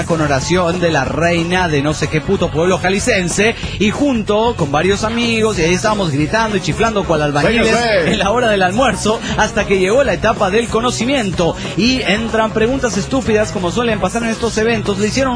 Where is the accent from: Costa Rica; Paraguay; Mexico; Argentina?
Paraguay; Asunción; de Asunción.